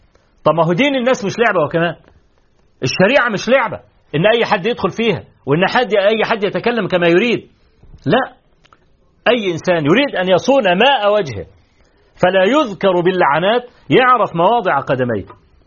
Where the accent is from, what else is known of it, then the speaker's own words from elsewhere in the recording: Egypt; طبعا احنا كمصريين عارفين